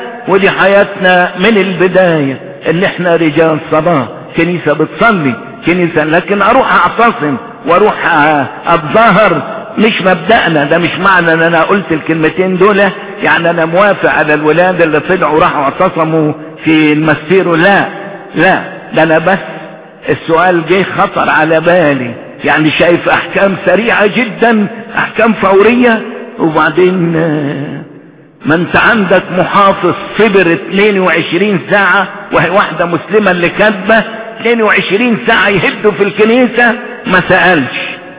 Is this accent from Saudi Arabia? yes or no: no; Egypt; المواطنة يعني انا مصري، انا مصري ليا كل الحقوق